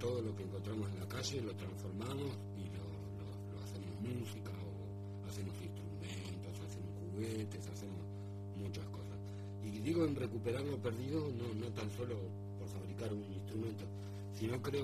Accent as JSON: {"language": "Spanish", "country": "Uruguay", "said": "Sí, yo soy uruguayo."}